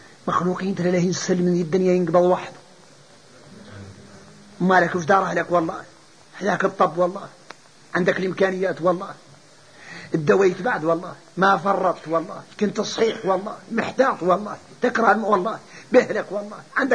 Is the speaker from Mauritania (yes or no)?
yes; Mauritania; يا اخوتي ذا شو احنا موريتاني ما مضيعنا الجهل